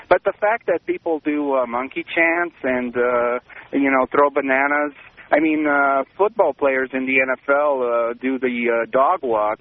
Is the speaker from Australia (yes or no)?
no; Romania; I grew up in Romania, and my dad used to take me to the stadium every Sunday or every other Sunday when our home team would play at home.